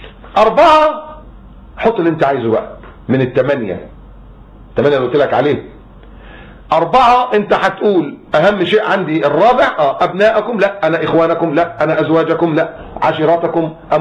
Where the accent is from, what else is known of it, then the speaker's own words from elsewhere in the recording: Egypt; انا مصري بس انا مسلم الحمد لله